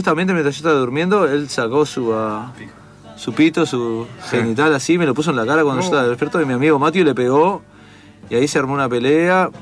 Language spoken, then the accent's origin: Spanish; New York, United States; porque nosotros somos de Nueva York y Nueva York, la gente en Estados Unidos se piensa que la gente de Nueva York somos todos locos